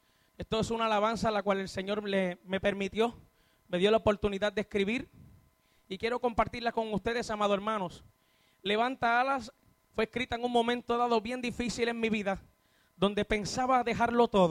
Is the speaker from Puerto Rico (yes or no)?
yes; Utuado, Puerto Rico; soy del pueblo de Utuado.